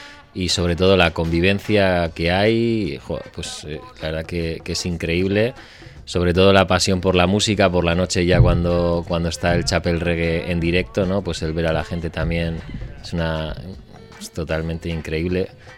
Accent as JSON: {"language": "Spanish", "town": "Bilbao", "region": "Basque Country", "country": "Spain", "said": "Nosotros somos de Bilbao"}